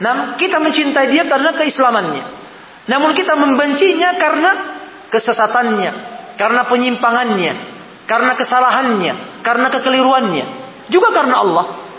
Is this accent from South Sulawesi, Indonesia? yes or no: yes; Sorowako, South Sulawesi, Indonesia; Ya, sama-sama kita orang Sorowako, Nah, kita orang Sorowako, kan?